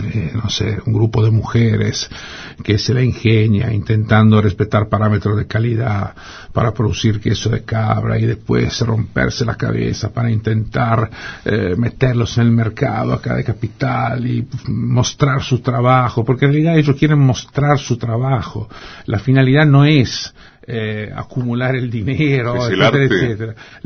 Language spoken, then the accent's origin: Spanish; Genoa, Liguria, Italy; Eso es en Génova, sí.